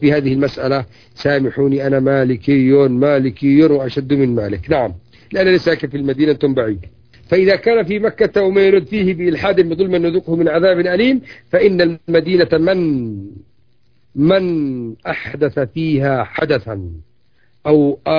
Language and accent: Arabic; Yemen; يسموهم عندنا في اليمن يسموه العرجة